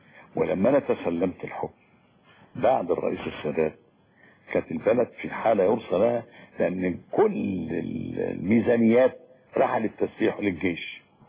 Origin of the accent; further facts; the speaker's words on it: Egypt; فدور المرأة اتغير كتير قوي قوي قوي خصوصا عندنا في مصر